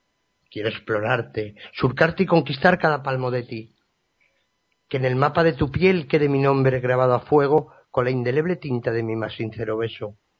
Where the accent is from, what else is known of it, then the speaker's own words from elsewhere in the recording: Madrid, Community of Madrid, Spain; born there; now in Zaragoza, Spain; aunque nací en Madrid, resido actualmente en la provincia de Zaragoza, en España.